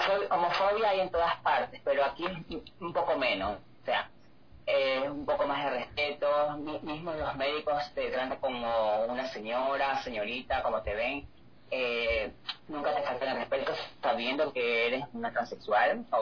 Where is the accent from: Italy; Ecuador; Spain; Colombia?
Ecuador; born there; moved away; papeles ecuatorianos todavía, y para poder hacer mis cambios de nombre acá en Europa, porque como no nací aquí en Europa, necesitaba primero hacer los cambios en Ecuador.